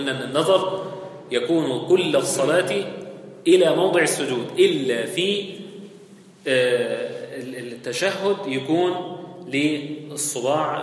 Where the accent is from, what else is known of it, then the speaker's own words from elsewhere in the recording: Egypt; الناس بتقول هنا عندنا في مصر معرفش في البلاد التانية ولا،